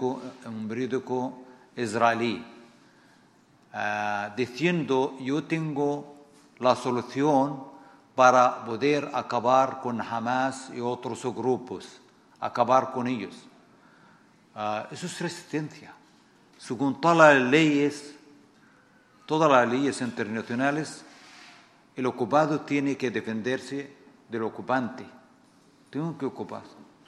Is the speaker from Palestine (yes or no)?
yes; Palestine; y nosotros los palestinos